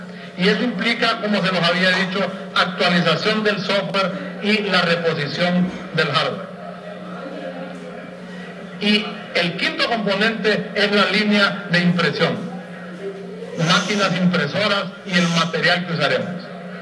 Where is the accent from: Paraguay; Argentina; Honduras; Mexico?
Honduras; y da pena como hondureño, desde el año 89 en el mapa de América solo dos países no tienen estadísticas vitales